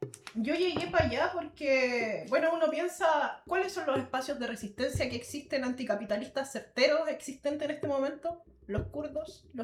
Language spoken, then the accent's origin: Spanish; Chile; es algo que a nosotros, como chilenos, entre comillas lo digo, nos han hecho desconocer